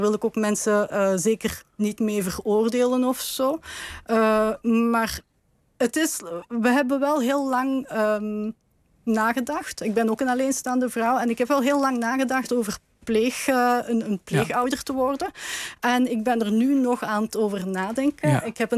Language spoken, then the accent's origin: Dutch; Limburg, Belgium; ik kom uit Belgisch Limburg met een inwonersaantal van bijna 900.000. Limburgers.